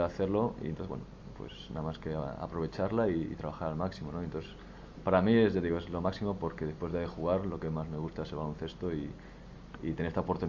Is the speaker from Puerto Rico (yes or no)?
no; Galicia, Spain; now in Gijón, Spain; sigo el deporte asturiano como un asturiano más que soy. Soy gallego, pero soy asturiano de adopción, mi mujer y mi hijo son asturianos.